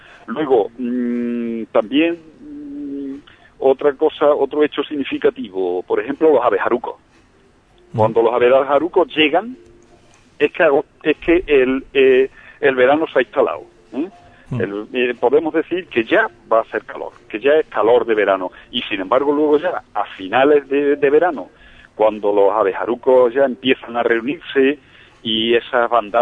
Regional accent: Extremadura, Spain; me enseñaron en mi pueblo, un pequeño pueblo de Badajoz, allí en Extremadura

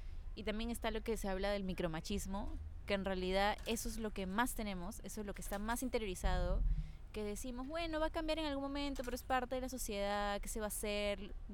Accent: Peru; No voy a decir como peruanos

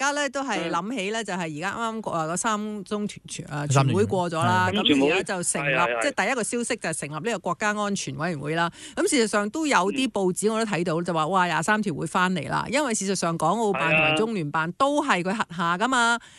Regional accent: Hong Kong; 如果我們香港人仍是即仲係即係烏下烏下

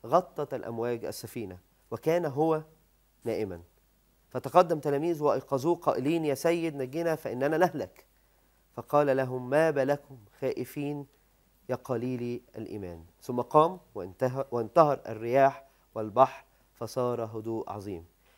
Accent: Egypt; إن أنا إنسان مصري بشري

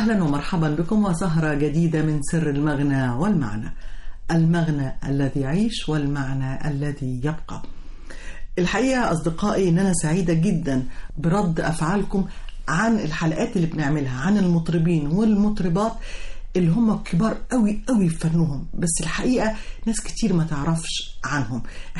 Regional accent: Alexandria, Alexandria Governorate, Egypt; احنا عندنا في اسكندرية كذا ملحن مش مطرب ولا مطربة

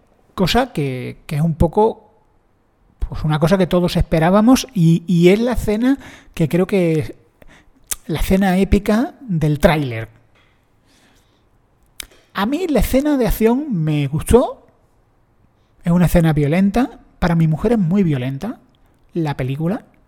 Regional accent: Granada, Andalusia, Spain; Yo soy de Granada, que nadie se lo tome mal. Un granaíno de la calle

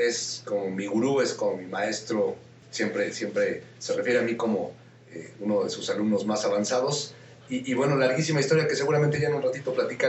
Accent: Mexico City, Mexico; born there; Nací aquí en la Ciudad de México, pues me gusta más bien decir que nací acá en este planeta

